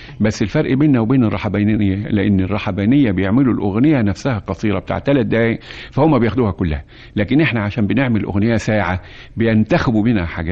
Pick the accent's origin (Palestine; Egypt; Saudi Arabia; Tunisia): Egypt; وأنا مش عاوز أنكر أيضا فضلنا احنا كمصريين